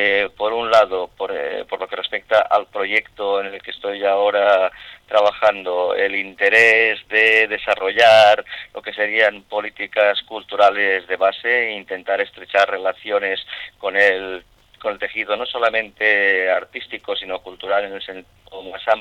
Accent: Barcelona, Catalonia, Spain; now in Gijón, Spain; Yo he desarrollado toda mi vida profesional en Barcelona, como dices tú muy bien, porque me conoces perfectamente. Soy más barcelonés que las Ramblas, pero es verdad que hace 4 meses he iniciado pues una nueva aventura profesional y personal también, yéndome a vivir a Gijón

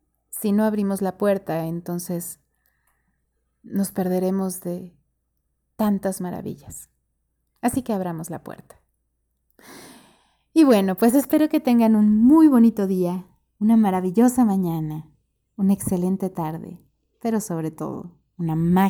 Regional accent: Mexico City, Mexico; also born or lived in Yucatán; yo como mexicana, cuando conozco un español o como chilanga, que es de la Ciudad de México, que conozco a un yucateco, yo vivía en Yucatán un tiempo

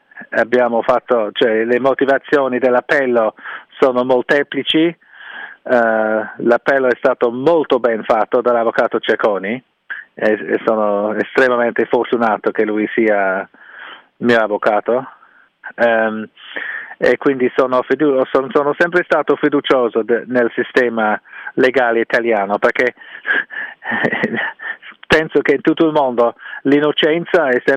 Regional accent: England, United Kingdom; Italian is a second language; io sono inglese

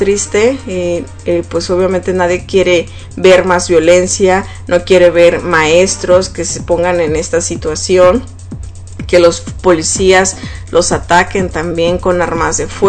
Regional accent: Mexico; como mexicana yo pues, la verdad me sentí muy mal de ver ese partido

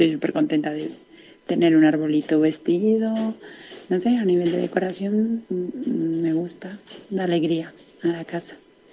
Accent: Colombia; moved away; Yo soy de Colombia y se vive diferente. Y de hecho ahora mismo estoy aquí y noto esa diferencia de cómo se vive igual aquí en la Navidad.

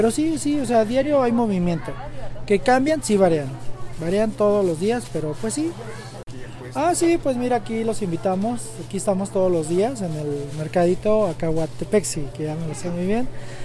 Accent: San Francisco Catepec, Mexico; Yo soy de aquí de San Francisco, Catepec.

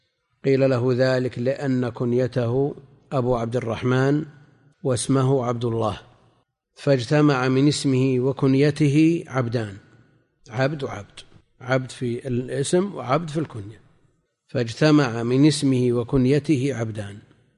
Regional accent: Najd, Saudi Arabia; احنا عندنا في نجد يسمون

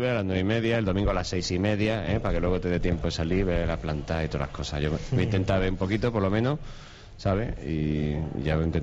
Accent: Cádiz, Andalusia, Spain; Yo soy de Cádiz para empezar

